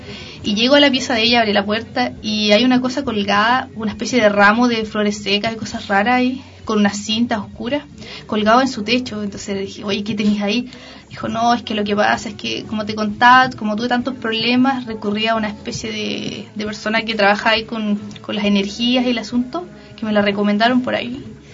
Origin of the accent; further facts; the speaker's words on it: Queilén, Los Lagos, Chile; soy de Chiloé, específicamente de Keilan